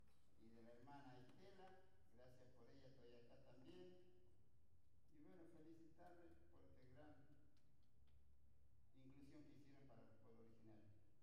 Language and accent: Spanish; Tartagal, Salta, Argentina; soy cacique de la comunidad guaraní de la ciudad de Tartagal, que pertenece a Belgrano.